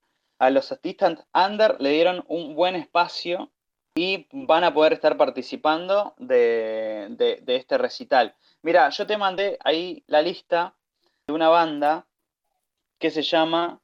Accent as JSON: {"language": "Spanish", "region": "Buenos Aires", "country": "Argentina", "said": "para los que somos de Buenos Aires o de zonas no tan aledañas"}